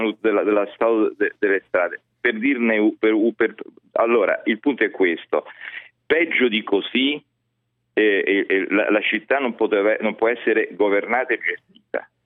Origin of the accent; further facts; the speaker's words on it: Rome, Lazio, Italy; io sono nato a Roma, vivo da una vita a Roma